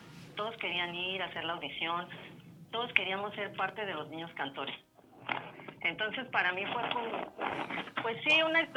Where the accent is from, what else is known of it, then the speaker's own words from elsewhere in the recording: Valle de Chalco, State of Mexico, Mexico; Así es, también soy de Valle de Chalco.